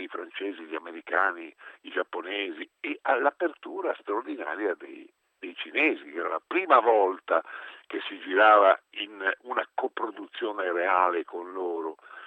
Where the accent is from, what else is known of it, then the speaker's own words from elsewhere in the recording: Genoa, Liguria, Italy; io sono genovese